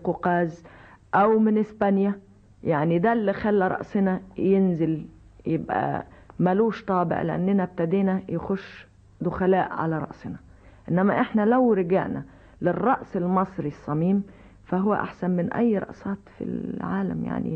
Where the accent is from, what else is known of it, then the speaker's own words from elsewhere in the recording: Egypt; ودي وحشه قوي في وشنا احنا كمصريين